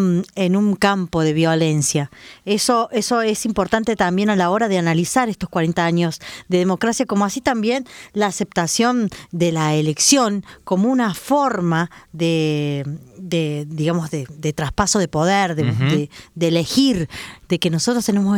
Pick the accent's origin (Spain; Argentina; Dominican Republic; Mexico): Argentina; la memoria dolida que teníamos como argentinas y argentinos